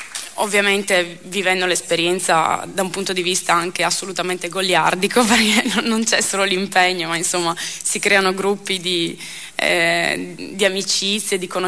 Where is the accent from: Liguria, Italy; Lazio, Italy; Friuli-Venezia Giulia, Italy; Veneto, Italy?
Veneto, Italy; Fossalta di Portogruaro; ho partecipato alle elezioni amministrative del mio paese, sono stata eletta e ad oggi sono il presidente del consiglio comunale di Fossalta di Portogruaro